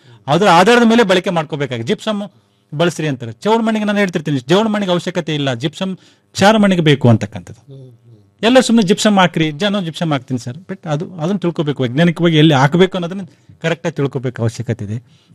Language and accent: Kannada; Bellary, Karnataka, India; ನಾನು ಮೂಲತಃ ಉತ್ತರ ಕರ್ನಾಟಕದವ, ನಾನು ಬಳ್ಳಾರಿಯವ